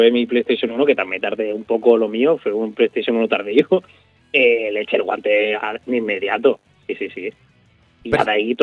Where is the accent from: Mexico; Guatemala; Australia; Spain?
Spain; Andalusia; en mi pueblo, en un pueblecito de Málaga, un tío mío tenía un bar allí.